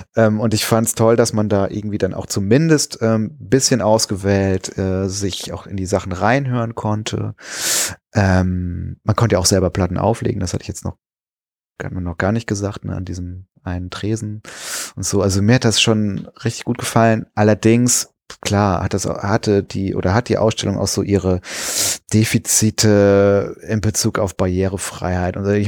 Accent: Kreuztal, North Rhine-Westphalia, Germany; In meiner alten Heimat, da wo ich herkomme, da war der auch zu Hause im Übrigen, der Friedrich Flick. In Kreuztal heißt der Ort

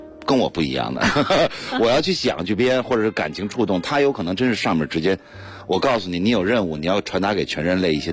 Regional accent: Beijing, China; 我说那就九门吧，因为我生在这儿，长在这儿。

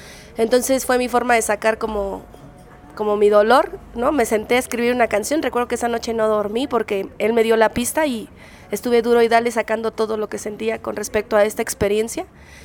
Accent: Querétaro, Mexico; soy rapera queretana

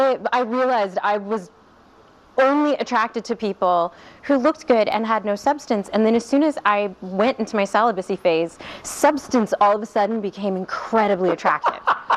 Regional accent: Ohio, United States; I'm from Ohio. I know a thing or two about it.

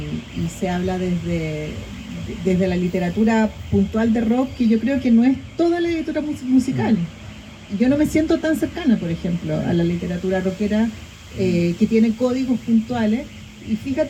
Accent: Chile; hay códigos que son muy elocuentes sobre cómo somos los chilenos

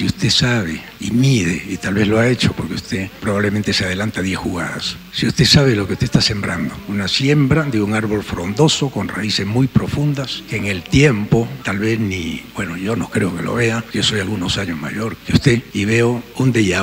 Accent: Peru; Señor presidente, vengo desde Perú y lo conozco gracias a las redes sociales. En mi país el silencio ha sido cómplice

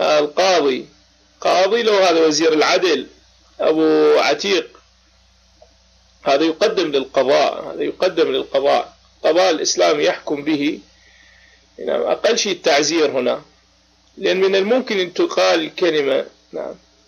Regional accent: Baghdad, Baghdad Governorate, Iraq; لا أنا من العراق، أنا عراقي بغدادي. نعم تمام، أنا عراقي.

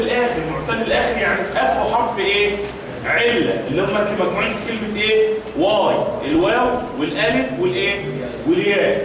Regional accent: Egypt; وكنا بنقول المثال عندنا كمصريين

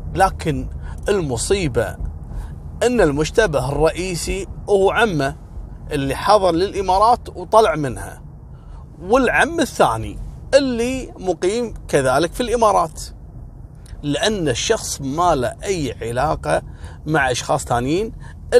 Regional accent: Kuwait; على فكرة إحنا عندنا في الكويت رجال المباحث هم رجال اللي يشتغلون مع رجال الأمن في المخفر في قضية الشرطة

